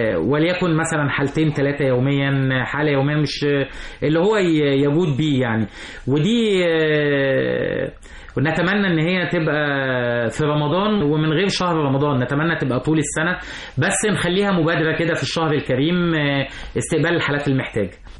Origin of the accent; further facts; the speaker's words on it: Egypt; احنا كمصريين